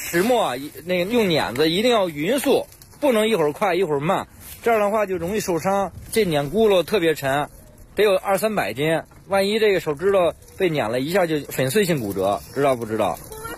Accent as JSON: {"language": "Chinese", "town": "Miyun", "region": "Beijing", "country": "China", "tie": "born or raised there", "said": "因为我老家是密云的，回密云，要不然就做农业，要不然就做旅游业。"}